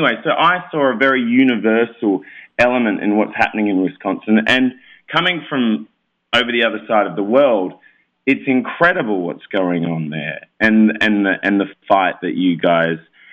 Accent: South Australia, Australia; No, I'm not from Milwaukee as much as I love cheese. I'm not from Milwaukee. I'm from South Australia, near Adelaide.

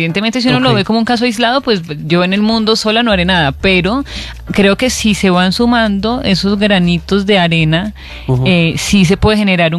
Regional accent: Antioquia, Colombia; Lo que pasa es que como buena paisa

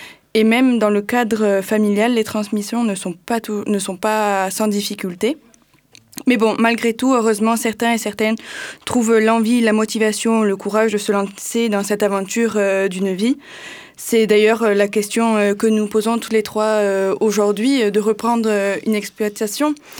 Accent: Occitanie, France; Tout ça dans ma région d'origine, les Hautes-Pyrénées.

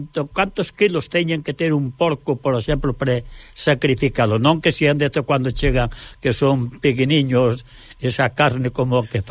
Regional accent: Galicia, Spain; now in Catalonia, Spain; Pode haber moitos cocidos, pero como galego, me parece a mí que hai poucos.

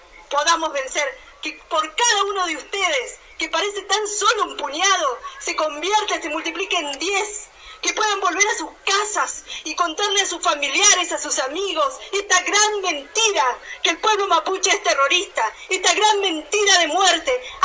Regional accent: Chubut, Argentina; Vengo de la provincia de Chubut, de una comunidad mapuche que ha recuperado territorio en el año 99, que está a 100 kilómetros al sur de la ciudad de Esquel

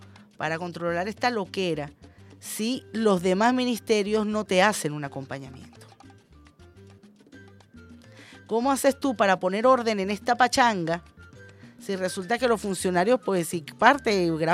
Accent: Venezuela; con lo delicados que somos los venezolanos y las venezolanas con la higiene

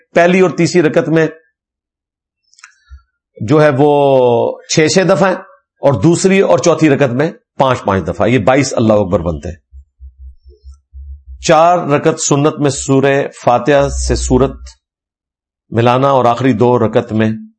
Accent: Karachi, Sindh, Pakistan; میں کراچی سے ہوں, ہمارے شہر میں ڈکیتیاں بہت ہوتی ہیں

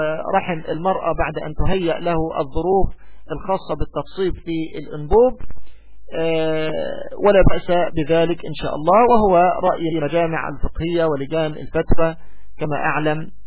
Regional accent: Egypt; يعني بالتوقيت الصيفي عندنا في مصر

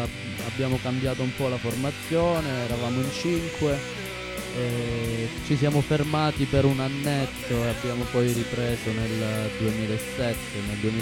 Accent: Lamezia Terme, Calabria, Italy; veniamo dalla Lamezia Terme, ci siamo fermati nel 2002, fine del 2002.

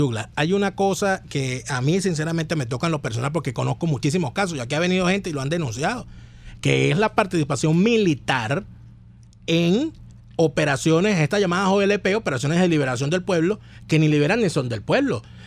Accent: Venezuela; ¿cómo juzgamos nosotros como venezolanos a estos militares que han permitido esto?

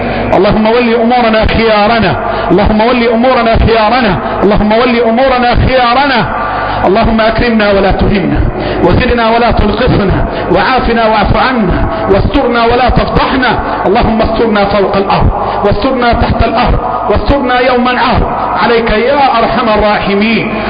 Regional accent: Egypt; اللهم احفظ بلدنا مصر

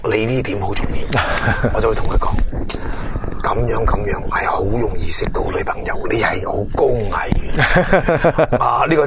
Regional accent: Guangdong, China; 我哋广东人啦，即系最叻噶啦

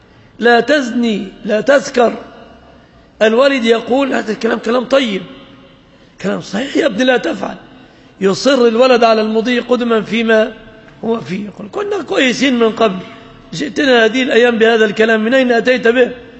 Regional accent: Egypt; ولعله ظهرت في بلادنا مصر أمور كهذه الأمور عما قريب

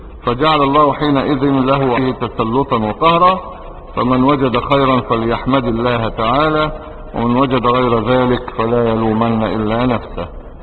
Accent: Egypt; احنا مش عرب، احنا مصريين

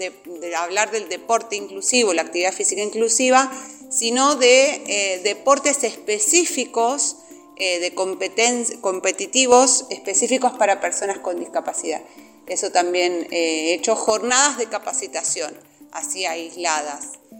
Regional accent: Quilmes, Buenos Aires Province, Argentina; Y yo vengo de Quilmes, trabajé también en Bariloche

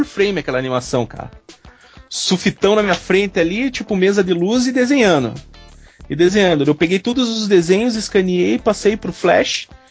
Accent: Curitiba, Paraná, Brazil; que eu sou nascido e criado em Curitiba, cara.

